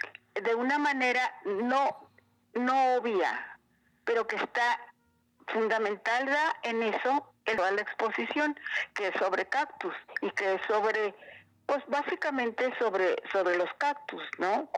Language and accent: Spanish; northern Mexico, Mexico; Claro que lo básico es porque soy norteña, porque soy del desierto